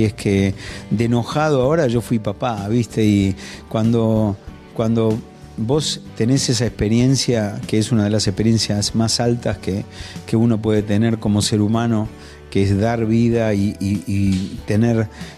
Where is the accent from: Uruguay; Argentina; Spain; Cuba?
Argentina; soy un músico, soy pianista, soy cantante, soy argentino, soy papá